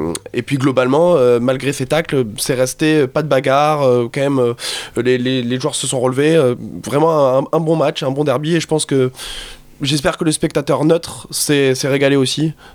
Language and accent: French; Montpellier, Occitanie, France; Quand on est montpelliérain, forcément on trouve le match vraiment avec beaucoup d'intensité.